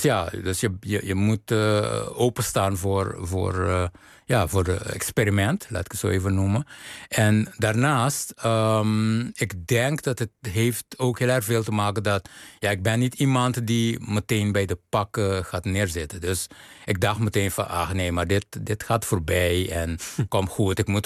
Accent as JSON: {"language": "Dutch", "country": "Curaçao", "tie": "born or raised there", "said": "ik ben op Curaçao geboren, opgegroeid."}